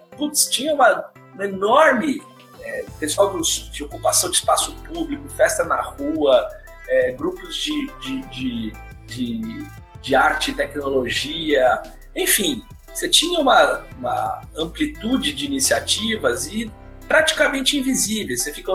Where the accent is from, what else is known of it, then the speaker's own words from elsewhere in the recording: Jundiaí, São Paulo, Brazil; now in Santos, Brazil; eu cresci bem perto de Santos, quer dizer, não sou de Santos, né? Eu sou de Jundiaí, mas vinha direto para cá, minha avó morava aqui